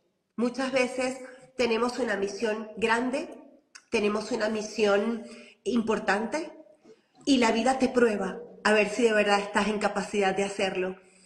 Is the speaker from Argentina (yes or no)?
no; Venezuela; moved away as an adult; also born or lived in United States; como no era primera vez que salía de mi país, porque yo nací en Venezuela y después salí a los 20 y pico de años, salí a Estados Unidos.